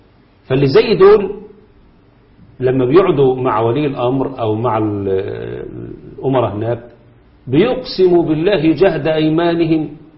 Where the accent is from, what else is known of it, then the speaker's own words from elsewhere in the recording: Egypt; أو حتى عندنا في مصر